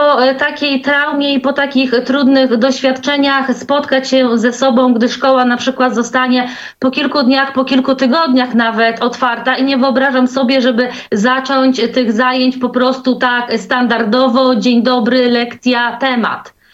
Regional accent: Pomeranian Voivodeship, Poland; Właśnie na Pomorzu, ja jestem z Trójmiasta, tutaj są szkoły, przedszkola

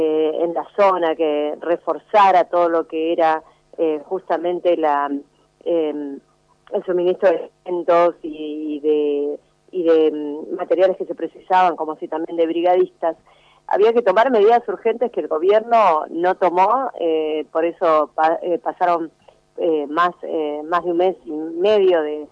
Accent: Chubut, Argentina; yo vengo de la provincia de Chubut, de la cordillera

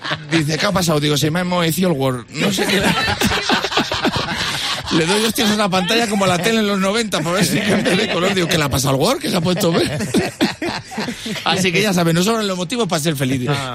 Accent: Spain; Vamos a hablar de que somos felices los españoles.

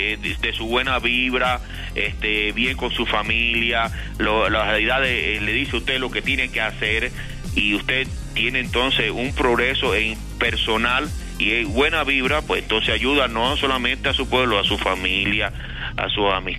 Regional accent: Cuba; yo soy extranjero, yo soy cubano.

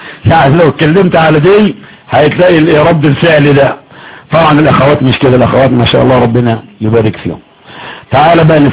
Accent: Egypt; دي لغتنا احنا كمصري

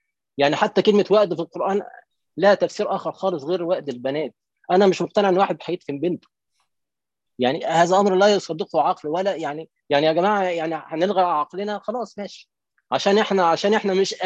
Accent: Egypt; ده مثلا عندنا في مصر

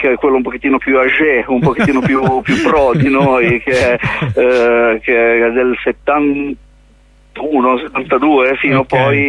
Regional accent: Genoa, Liguria, Italy; L'idea parte da me, l'episodio mio è di Genova, perché io sono di Genova

